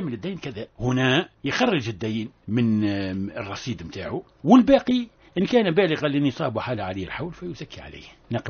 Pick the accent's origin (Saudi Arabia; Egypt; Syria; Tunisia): Tunisia; معروف عندنا في تونس الحمام العربي وكذا